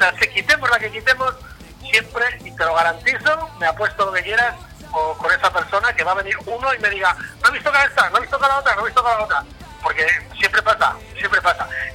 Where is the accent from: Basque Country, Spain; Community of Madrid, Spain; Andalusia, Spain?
Basque Country, Spain; Vitoria-Gasteiz; yo, que soy de Vitoria, pero que estoy a 90, 94 kilómetros de ahí